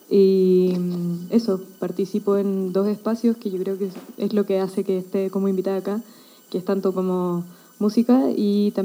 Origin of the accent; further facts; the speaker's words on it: southern Chile, Chile; moved away; yo no soy de acá, vengo de Chile, del sur de Chile